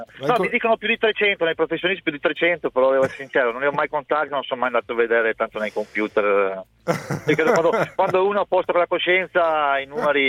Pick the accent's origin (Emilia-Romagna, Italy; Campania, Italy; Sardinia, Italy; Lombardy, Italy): Lombardy, Italy; Brescia; da bresciano non è che sono felicissimo